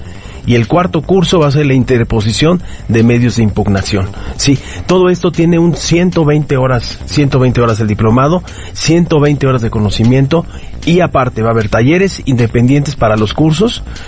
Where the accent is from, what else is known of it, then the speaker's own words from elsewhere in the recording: Mexico; nos va a pasar como en muchos asuntos que como mexicanos sabemos que son.